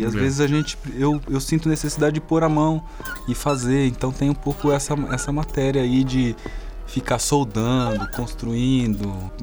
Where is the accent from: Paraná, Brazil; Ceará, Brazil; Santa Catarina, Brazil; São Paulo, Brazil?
Paraná, Brazil; Maringá; E desde lá de Maringá, lá de onde eu vim, eu já fazia essas coisas.